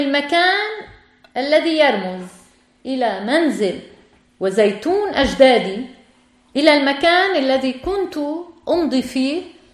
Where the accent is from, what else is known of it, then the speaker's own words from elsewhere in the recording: Beirut, Beirut Governorate, Lebanon; ولدت في بيروت وكبرت في هذه العاصمة عاصمة لبنان.